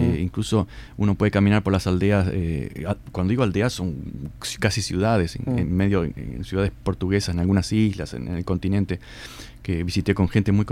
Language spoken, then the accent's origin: Spanish; Uruguay; Y decía, bueno, soy uruguayo, le decía en broma.